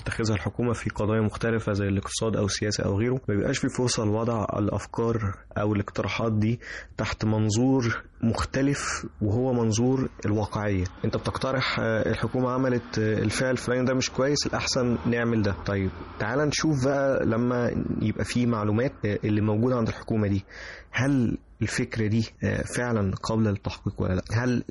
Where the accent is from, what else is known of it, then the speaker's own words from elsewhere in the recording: Egypt; فكرة ان احنا كمصريين قاعدين مع بعض بنحاول نحل مشاكل البلد دي